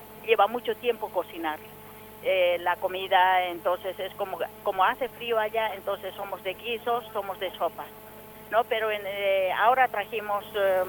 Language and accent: Spanish; Oruro, Bolivia; now in Mendoza, Argentina; soy procedente de Oruro, Bolivia.